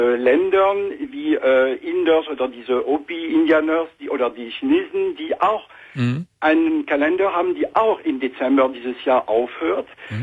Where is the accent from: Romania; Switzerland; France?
France; German is a second language; moved away as an adult; now in Germany; Ich bin Franzose, lebe schon seit 26 Jahren jetzt in Deutschland.